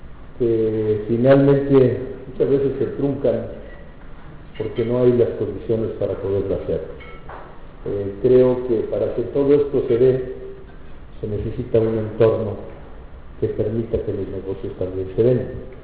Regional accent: Aguascalientes, Mexico; una variable que no es muy común en mi pueblo, en Aguascalientes

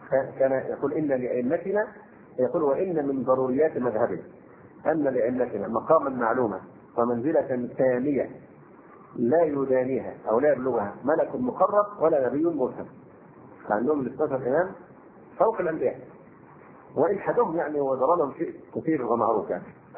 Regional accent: Egypt; فموضوع ان المصريين هم بيعزونا عشان احنا مصريين

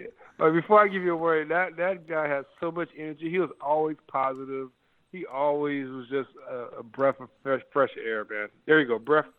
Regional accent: Compton, California, United States; moved away; Like I said, I've traveled all my life. I came from Compton.

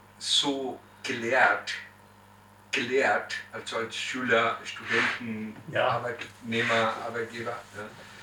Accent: Chile; born there; German is a second language; ich bin römisch-katholisch, ich bin Chilene geboren, in Chile geboren

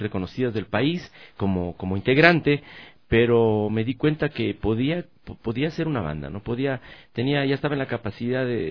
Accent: Loja, Ecuador; de sacar al músico lojano que se encuentra, como decimos, en el hueco. Mi tierra es muy alejada, tú sabes, de traerlos para acá.

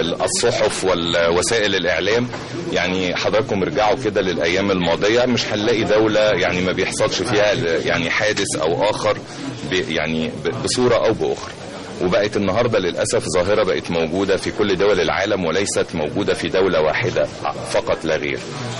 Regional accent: Egypt; ولكن احنا كمان لازم نكون يعني كمصريين كلنا على الوعي

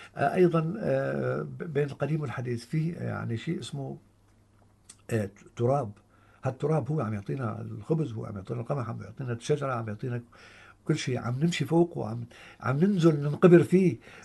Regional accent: Syria; نحن ابناء سوريا

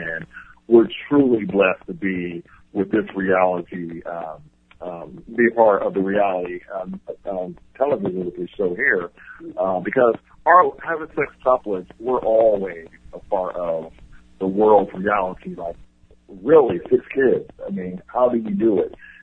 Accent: United States; And I believe, as an American, I believe all people need to see

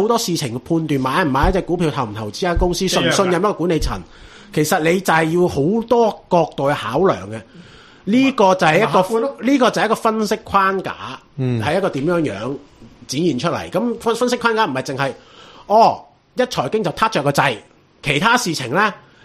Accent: Hong Kong; 咁所以冇辦法，即係呢個係共業嚟㗎，我哋香港人。

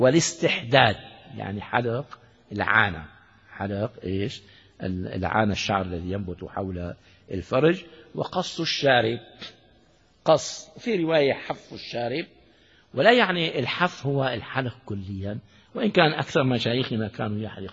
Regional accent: Syria; يعني وزير من الوزراء عندنا في سوريا

